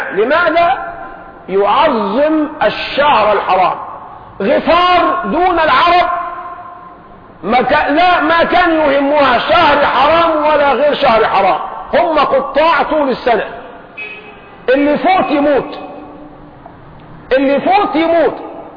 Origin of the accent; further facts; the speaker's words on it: Egypt; لكن احنا كشعب مصري جعلنا الصرمة أكرمكم الله بسموها البرطوشة القديمة